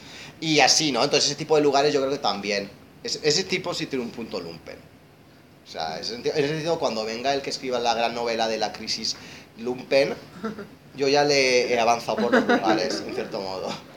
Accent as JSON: {"language": "Spanish", "country": "Romania", "said": "Es que yo soy húngaro de Rumanía. O sea, yo no soy ni rumano ni húngaro. De Hungría, yo soy un húngaro en Rumanía."}